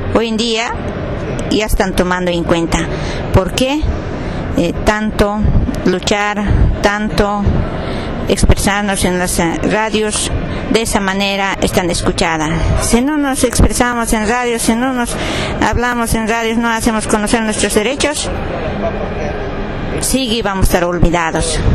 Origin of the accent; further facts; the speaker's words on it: Bolivia; soy de Bolivia, de Radio Uñejata. Se encuentra este radio Uñejata, Departamento La Paz, provincia Pacajes.